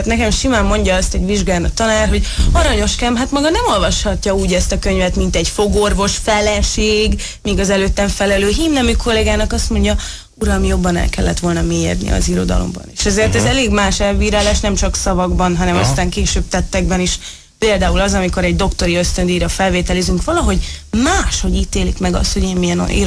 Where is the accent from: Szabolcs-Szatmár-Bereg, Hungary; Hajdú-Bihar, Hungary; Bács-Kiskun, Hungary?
Szabolcs-Szatmár-Bereg, Hungary; vagy azért, mert nő vagyok, vagy azért, mert szabolcsi vagyok.